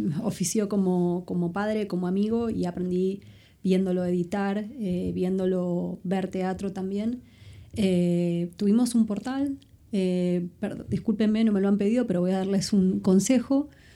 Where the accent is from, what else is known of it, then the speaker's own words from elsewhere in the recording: Buenos Aires, Argentina; Yo iba al teatro en Buenos Aires, de donde soy, desde que estoy muy chiquita